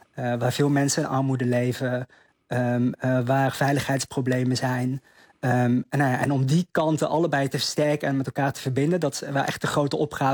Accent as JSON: {"language": "Dutch", "region": "North Brabant", "country": "Netherlands", "lives_now": "Voorburg, Netherlands", "said": "Ik woon nu in Voorburg, vlakbij Den Haag. Ik kom eigenlijk uit Brabant, kun je heel mooi fietsen."}